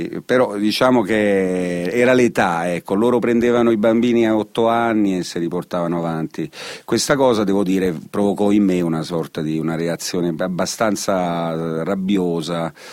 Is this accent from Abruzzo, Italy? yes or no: no; Oppido Lucano, Basilicata, Italy; io sono nato a Oppido Lucano, in provincia di Potenza, che si trova in effetti a metà strada tra Potenza e Matera. Sono nato in un paesino molto particolare